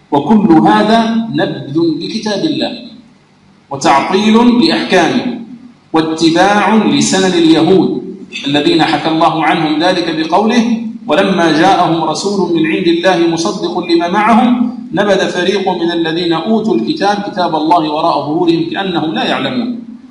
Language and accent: Arabic; Algeria; وفرنسا كما تعلمون لما دخلت إلى بلادنا الجزائر